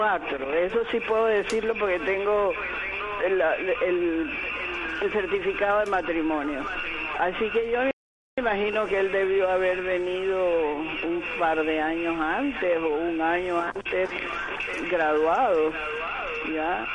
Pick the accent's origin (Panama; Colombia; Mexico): Panama; Chitré, Herrera; born there; ellos tenían una casa grande donde yo nací en Chitré, pero cuando ellos se vinieron a Panamá